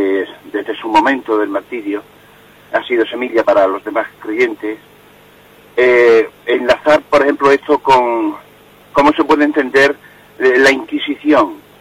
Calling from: Cáceres, Extremadura, Spain; de Cáceres.

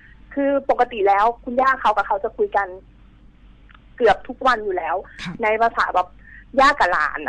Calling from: Pathum Thani, Thailand

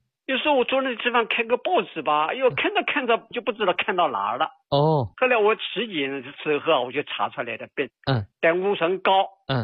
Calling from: Nanjing, Jiangsu, China; 哎，我是南京的用户啊

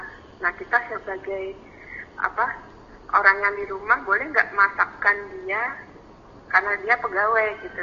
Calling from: Palangkaraya, Central Kalimantan, Indonesia; Ini kembali kami, saya dari Palangkaraya.

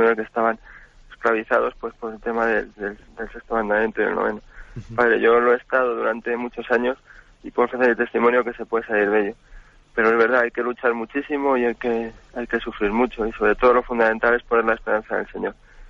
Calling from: Madrid, Community of Madrid, Spain; de Madrid.

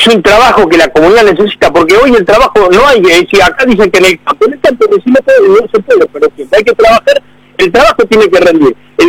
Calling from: Temperley, Buenos Aires Province, Argentina; de Temperley.

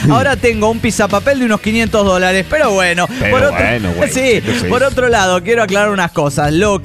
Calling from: Mexico City, Mexico; soy el hijo de Tlaloc, de la antigua Tenochtitlan, México.

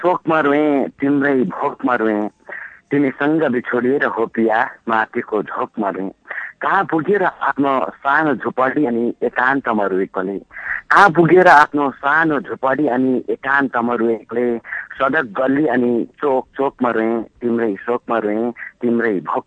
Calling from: Koshi Province, Nepal; म खोटाङको फेरीबाट

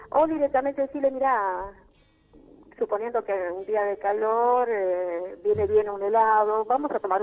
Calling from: Paso del Rey, Buenos Aires Province, Argentina; De Barrio La Quebrada, Paso del Rey.

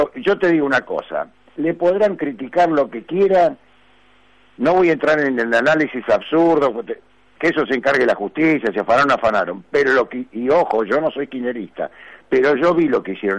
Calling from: Munro, Buenos Aires Province, Argentina; Buen día, te habla … de Munro.

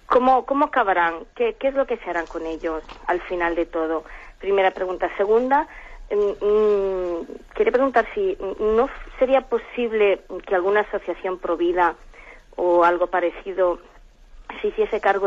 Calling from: Alicante, Valencian Community, Spain; de Alicante.

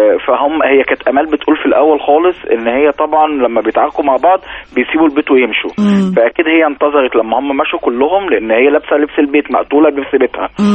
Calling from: Alexandria, Alexandria Governorate, Egypt; من اسكندرية.

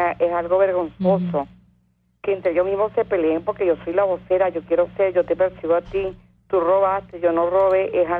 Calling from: Caracas, Capital District, Venezuela; Señora, la estoy llamando de aquí de la parroquia Junquito.

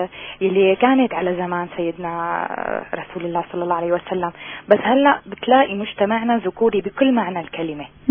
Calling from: Damascus, Damascus Governorate, Syria; من الشام عم بحكي.

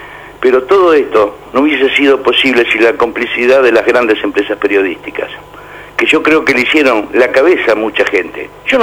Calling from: La Boca, Buenos Aires, Argentina; de la Boca

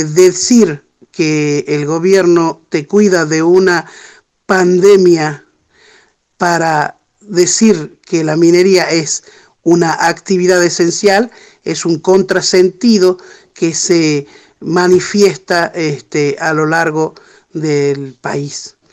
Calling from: Andalgalá, Catamarca, Argentina; Bueno, un abrazo auditivo desde aquí, desde Andalgalá. … de la Asamblea del Algarrobo

